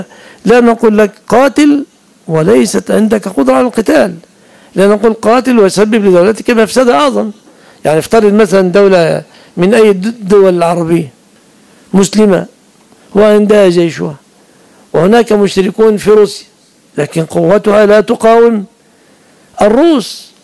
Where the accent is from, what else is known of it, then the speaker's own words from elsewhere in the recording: Egypt; كنا عياذا بالله سنكون من أهل الضلال إذا لم تفتح بلادنا مصر